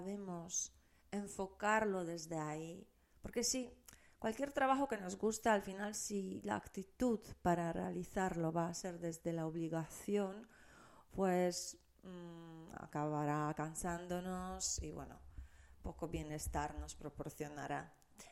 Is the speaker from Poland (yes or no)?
yes; Poland; Spanish is a second language; now in Spain; yo soy de Polonia y no es que todos los polacos sean así